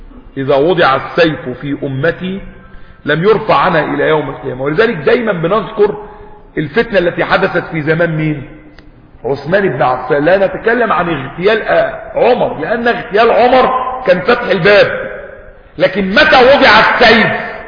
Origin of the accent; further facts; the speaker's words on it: Egypt; ده لما كان عندنا في مصر جريدة ولا جريدتين ولا حاجة